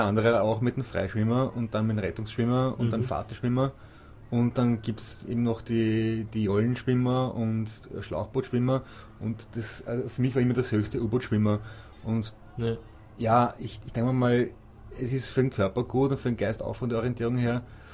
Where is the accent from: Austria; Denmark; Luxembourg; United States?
Austria; Also das freut mich sowohl als Schwimmerkollege als auch als Österreicher, muss ich wirklich sagen.